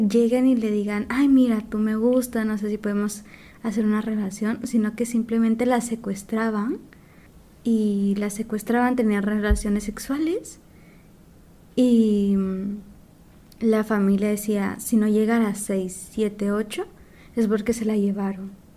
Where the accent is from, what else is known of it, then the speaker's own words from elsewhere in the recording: Xalapán, Jalapa, Guatemala; Mi comunidad está en la frontera con México. Soy de Xalapán, se ubica por Jalapa, es el municipio que digamos, es como el centro.